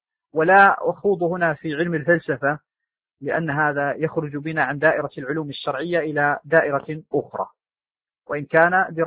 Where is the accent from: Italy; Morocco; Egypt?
Morocco; وعندنا في المغرب أيضا كتب مؤلفة في تاريخ تواريخ بعض المدن المخصوصة